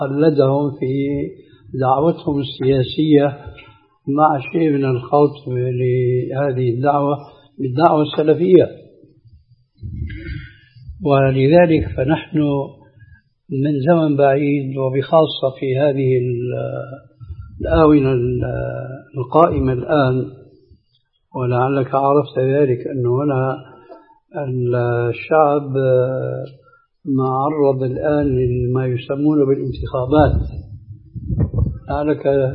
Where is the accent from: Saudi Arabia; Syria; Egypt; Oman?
Syria; بعضهم قد جربوا الحياة البرلمانية سنين طويلة قديما عندنا في سوريا